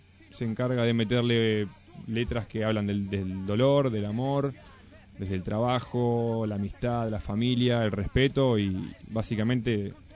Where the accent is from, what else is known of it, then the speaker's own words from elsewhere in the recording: Paso del Rey, Buenos Aires Province, Argentina; Somos 2 de Paso del Rey, otros 2 chicos son de Hurlingham, ¿no?